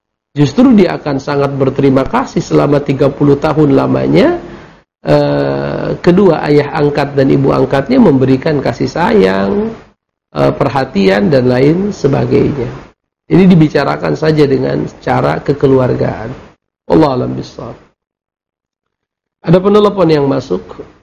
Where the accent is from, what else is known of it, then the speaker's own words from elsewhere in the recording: Mandailing Natal, North Sumatra, Indonesia; Allahu Akbar, itu kampung halaman saya itu.